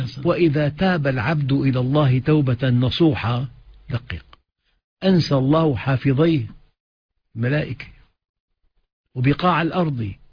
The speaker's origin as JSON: {"language": "Arabic", "town": "Aleppo", "region": "Aleppo Governorate", "country": "Syria", "said": "أنا أخ من حلب"}